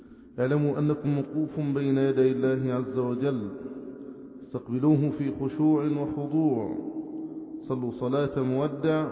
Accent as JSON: {"language": "Arabic", "country": "Egypt", "said": "اللهم ربنا احفظ بلدنا مصر بحفظك"}